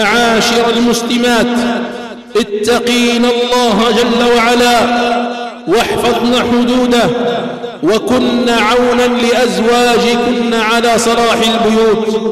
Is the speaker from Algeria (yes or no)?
yes; Algeria; اللهم احفظ بلادنا الجزائر من كل سوء ومكروه